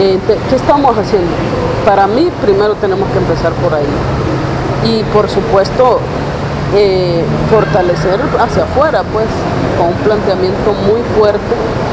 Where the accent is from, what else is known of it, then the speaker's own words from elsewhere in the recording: Honduras; cómo nos ha cambiado la vida como pueblo hondureño, un pueblo más sometido, más humillado.